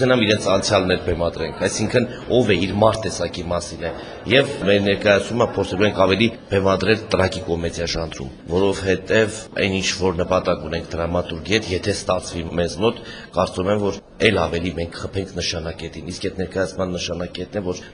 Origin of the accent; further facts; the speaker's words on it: Gyumri, Shirak, Armenia; ես գյումրեցի եմ